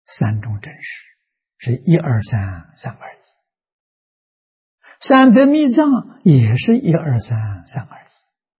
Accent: China; 我们中国人讲如鼎足而立

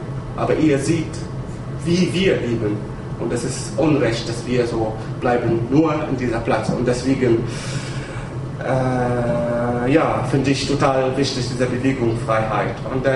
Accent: Tunisia; German is a second language; moved away; bevor ich raus von Tunesien, ich komme ursprünglich aus Tunesien, ich habe 10 Jahre gebraucht, wegen einer Visum zu bekommen.

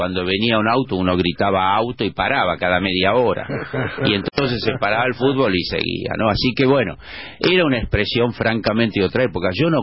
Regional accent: Buenos Aires, Argentina; si bien yo soy de Colegiales, vivo hace 30 años en Parque Chas

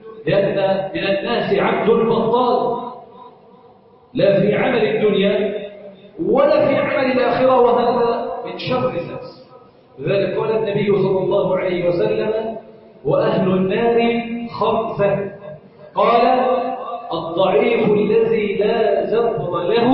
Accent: Egypt; اللهم انا نسالك ان تجعل بلدنا مصر سخاء رخاء امنا امانا

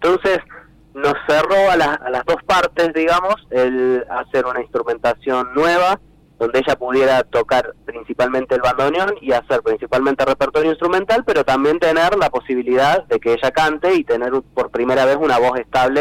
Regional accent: Córdoba, Argentina; cada vez que ponemos un pie fuera de Córdoba, y somos de Córdoba, el chiste fácil es ¿por qué no hacemos cuarteto?

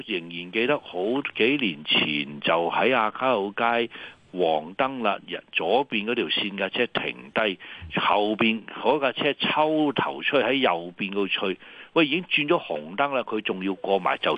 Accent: Hong Kong; 這个我觉得真係一种我哋香港人嘅幸福

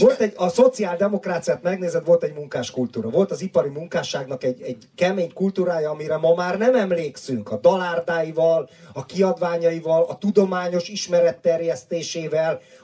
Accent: Isaszeg, Pest, Hungary; És Isaszegen így néztük, hogy jöttek olyan emberek

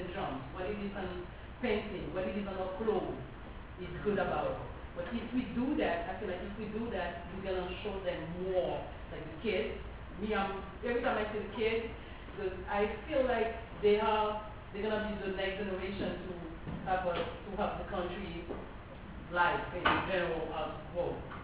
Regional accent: Haiti; English is a second language; even I'm from Haiti, you from Dominican Republic, we can still on that the same neighborhood

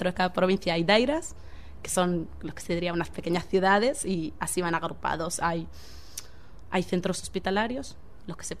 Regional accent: Western Sahara; es realmente hasta hoy en día la única patria que yo he conocido, porque mi tierra está ocupada por Marruecos actualmente

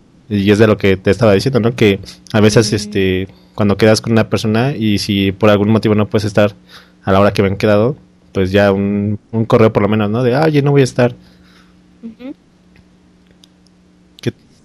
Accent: Mexico City, Mexico; yo soy de la Ciudad de México

